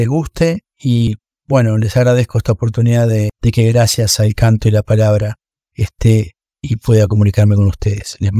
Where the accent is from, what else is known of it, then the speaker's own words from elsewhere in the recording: Montevideo, Uruguay; born there; Yo nací en Montevideo, pero soy de raíces duraznenses.